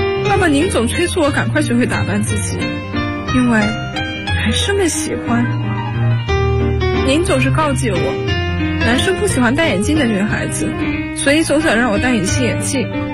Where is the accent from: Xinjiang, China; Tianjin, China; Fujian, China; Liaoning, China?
Fujian, China; Xiamen; now in Nanjing, China; 来自福建厦门。我在南京大学，距离我的家乡851公里。